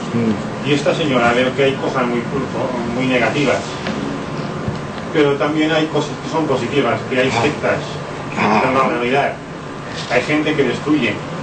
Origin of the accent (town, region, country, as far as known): Girona, Catalonia, Spain; born there